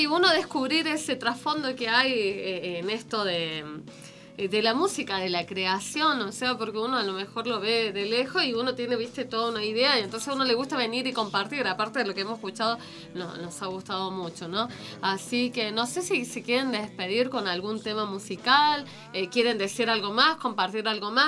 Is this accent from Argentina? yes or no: yes; Córdoba, Argentina; Sí, me acuerdo que soy un músico de Córdoba.